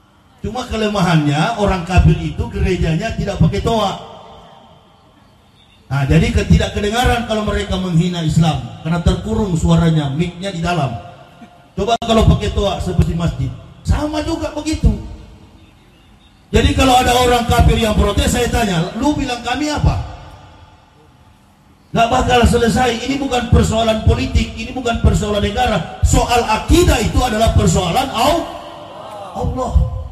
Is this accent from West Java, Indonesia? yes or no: no; Manado, North Sulawesi, Indonesia; Saya adalah orang Manado, dilahirkan, dibesarkan di Manado.